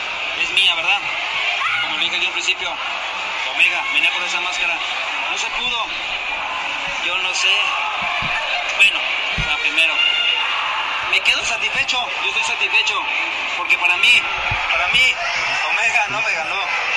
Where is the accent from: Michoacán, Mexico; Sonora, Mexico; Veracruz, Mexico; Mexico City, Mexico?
Michoacán, Mexico; Bajacuarán; soy originario de Bajacuarán, Michoacán, ¿sí?